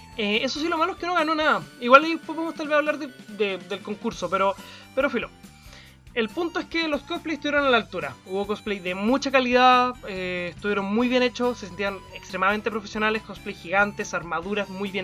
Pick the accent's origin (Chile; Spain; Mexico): Chile; ustedes sepan que soy un chileno promedio.